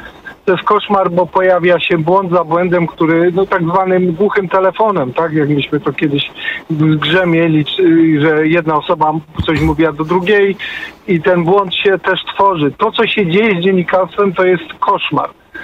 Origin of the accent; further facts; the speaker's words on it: Katowice, Silesian Voivodeship, Poland; Ja jestem z Katowic